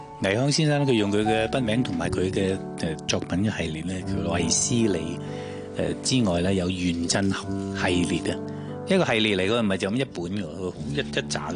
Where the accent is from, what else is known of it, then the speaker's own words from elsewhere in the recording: Hong Kong; 就是讲了我们香港人成长的部分